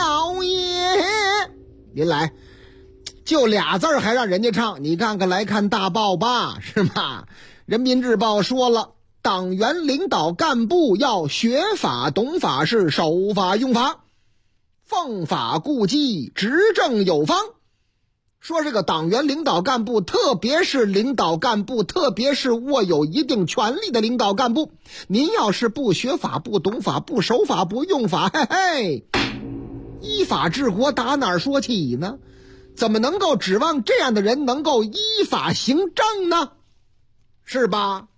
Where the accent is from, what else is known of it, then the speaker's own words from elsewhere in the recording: Beijing, China; 他不是咱们北京人经常吃的那路包子。